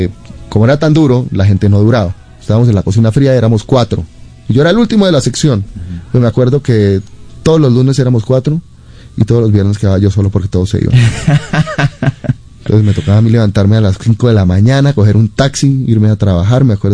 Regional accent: Bogotá, Colombia; now in Israel; Yo tengo muy buenos recuerdos de mi infancia, de mi adolescencia en Bogotá.

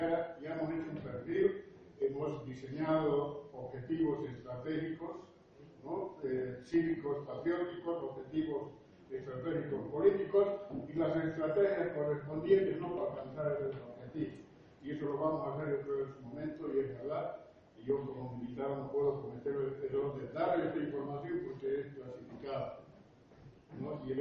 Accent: Santa Cruz, Bolivia

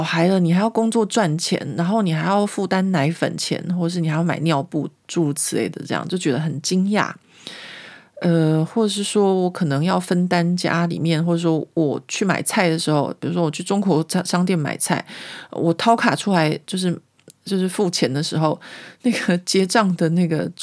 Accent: Taiwan; 所以呢这个家庭背景的不同会导致就是说像我们台湾人要怎么样去面对或怎么样跟他们相处也会有很大的不一样。

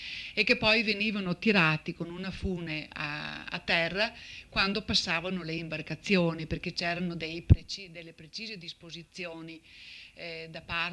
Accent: Castagnaro, Veneto, Italy; Qui siamo a Castagnaro, il mio paese di origine

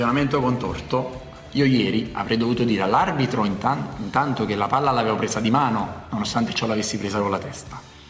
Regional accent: Naples, Campania, Italy; perché sono napoletano

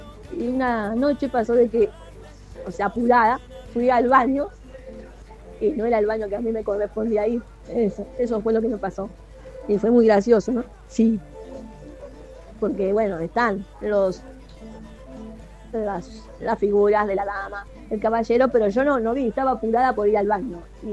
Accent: Quilmes, Buenos Aires Province, Argentina; soy de Quilmes.

